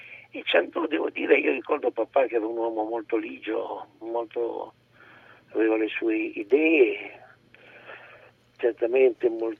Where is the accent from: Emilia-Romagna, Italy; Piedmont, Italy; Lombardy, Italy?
Piedmont, Italy; Turin; io sono nato a Torino, sono torinese